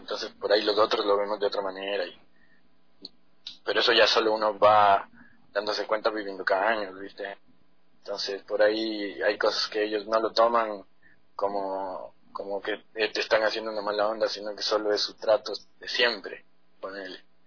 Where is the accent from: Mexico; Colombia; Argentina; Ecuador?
Ecuador; nosotros como ecuatorianos no nos llega esa información